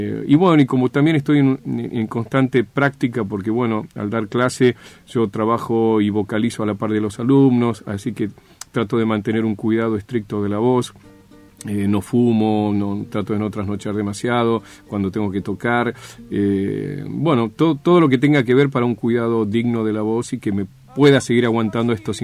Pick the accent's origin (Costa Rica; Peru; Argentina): Argentina; Santiago del Estero; moved away; Yo vine de Santiago del Estero con un bagaje impresionante de canciones folclóricas